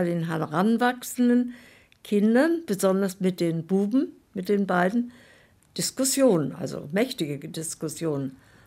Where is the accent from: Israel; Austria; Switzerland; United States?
Austria; moved away as an adult; now in East Germany; dass die Privilegien, die wir hatten als Österreicher, dass das nicht gut war unter den Kollegen. Wir konnten immer nach Österreich fahren zum Urlaub und Berge steigen dort